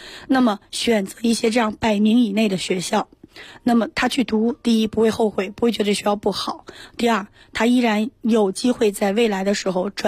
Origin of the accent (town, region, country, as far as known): China